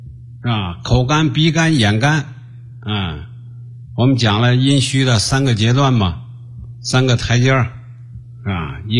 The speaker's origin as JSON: {"language": "Chinese", "country": "China", "said": "啊，就说那这个 患痔疮的在我们中国人非常普遍啊，非常普遍。"}